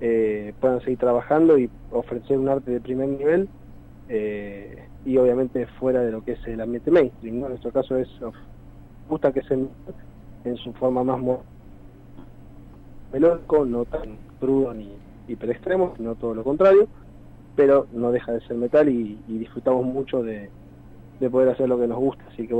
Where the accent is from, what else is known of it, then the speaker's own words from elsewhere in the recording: Benavides, Buenos Aires Province, Argentina; Nosotros somos de zona norte, estamos más o menos distribuidos. Uno está más por el noroeste, que está en San Miguel, después bueno, en mi caso Benavides